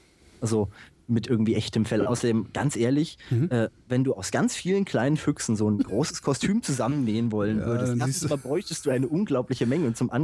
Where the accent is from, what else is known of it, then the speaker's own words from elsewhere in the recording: Bad Hersfeld, Hesse, Germany; ich komme ursprünglich aus Bad Hersfeld.